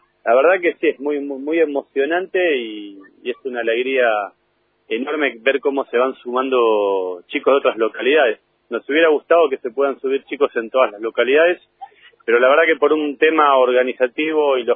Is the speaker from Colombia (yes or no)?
no; San Carlos de Bariloche, Río Negro, Argentina; Yo soy de Bariloche